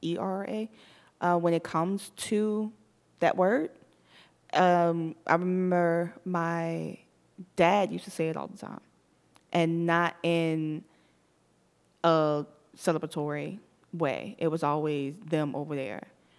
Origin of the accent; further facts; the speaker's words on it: Richmond, Virginia, United States; So I grew up in South Richmond, across from Blackwell Pool. And I grew up with two generations in my home, my grandparents and my mom.